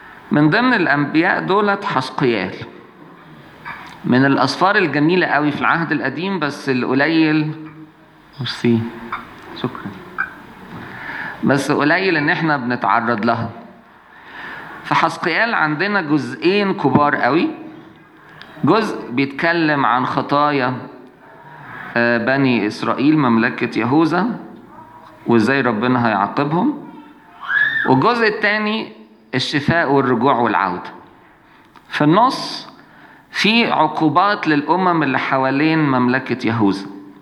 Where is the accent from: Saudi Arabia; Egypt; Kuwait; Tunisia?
Egypt; عشان يضايقونا احنا كمصريين